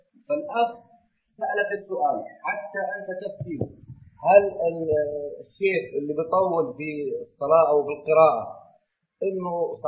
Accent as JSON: {"language": "Arabic", "country": "Egypt", "said": "عندنا في مصر يصلون صلاة الفجر بعد الأذان بحوالي 5 دقائق أو أقل"}